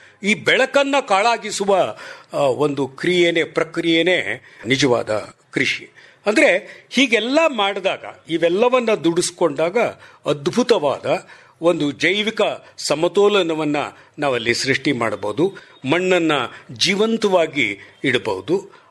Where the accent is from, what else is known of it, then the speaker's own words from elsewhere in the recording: Jayachamarajapura, Karnataka, India; ನನ್ನ ಊರು ಜಯಚಾಮರಾಜಪುರ, ಚಿಕ್ಕನಾಯಕನಹಳ್ಳಿ ತಾಲೂಕು, ತುಮಕೂರು ಜಿಲ್ಲೆ. ನಾನು ಮೂಲತಃ ಒಬ್ಬ ಪ್ರೊಫೆಸರು, ಪ್ರಿನ್ಸಿಪಲಾಗಿ ರಿಟೈರ್ ಆಗಿದ್ದೇನೆ. ಈಗ ಅಲ್ಲೇ ಹಳ್ಳಿನಲ್ಲೇ ಇದ್ದೇನೆ ವಾಸ.